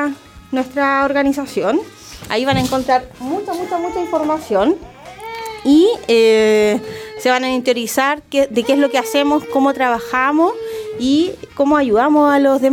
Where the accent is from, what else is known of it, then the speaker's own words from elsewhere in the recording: Chile; ¿Es una tradición que nos tiene que hacer sentir orgullosos como chilenos?